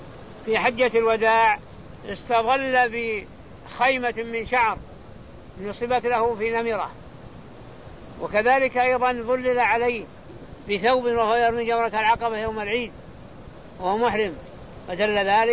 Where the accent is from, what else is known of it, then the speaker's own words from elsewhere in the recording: Najd, Saudi Arabia; يسمى الزرابيل عندنا في نجد يسميها زربولة